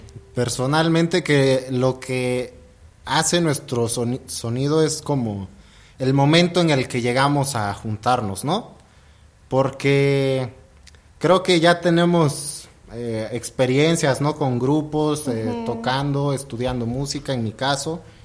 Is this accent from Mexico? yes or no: yes; Juchitán, Oaxaca, Mexico; yo soy de Juchitán, Oaxaca, ¿no? Yo crecí un poco con el zapoteco, pero pues el mundo es mucho más amplio, ¿no? Entonces, en mi caso, tuve la oportunidad de convivir con gente de muchas partes del mundo desde muy chico.